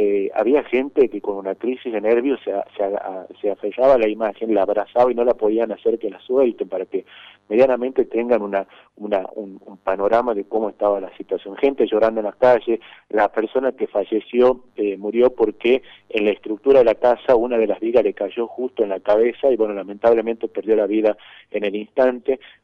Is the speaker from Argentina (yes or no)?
yes; San José de Metán, Salta, Argentina; Yo soy de San José de Metán, 30 kilómetros que estamos a 30 kilómetros del municipio.